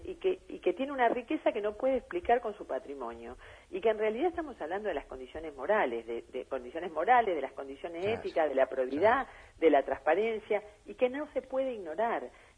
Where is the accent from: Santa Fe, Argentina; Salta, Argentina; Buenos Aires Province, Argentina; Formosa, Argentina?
Santa Fe, Argentina; yo como santafesina me pregunto